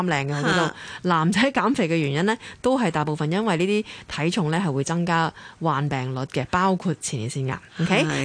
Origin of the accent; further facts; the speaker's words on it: Hong Kong; 咁其實我諗呢啲都係我哋香港人嘅好叻嘅一樣嘢